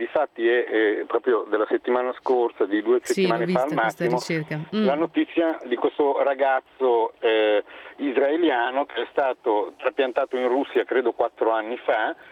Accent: Lugano, Ticino, Switzerland; Sono di Lugano, abito a Lugano, però avendo la compagna che abita a Milano faccio spesso avanti e indietro.

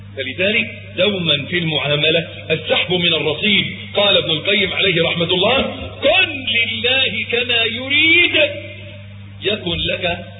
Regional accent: Egypt; عندنا في مصر معلش تلاقي الواد الميكانيكي طول الأسبوع مزيت لابس العفريتة

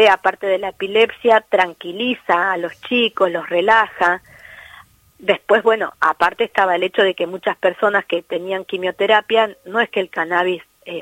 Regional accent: Tandil, Buenos Aires Province, Argentina; yo soy de Tandil, sí, que está más o menos a 400 kilómetros de Buenos Aires

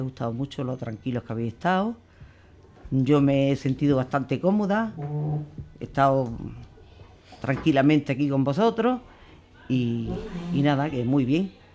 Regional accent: Zagra, Andalusia, Spain; Pues soy de un pueblo de la provincia de Granada que se llama Zagra. Es un pueblo pequeñito, pero es un pueblo bonito.

